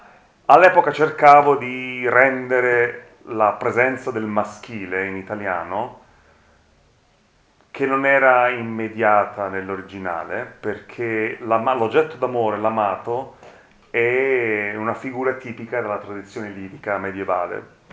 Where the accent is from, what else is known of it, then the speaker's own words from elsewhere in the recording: Naples, Campania, Italy; moved away; da napoletano... Che è emigrato. Io ho studiato a Bologna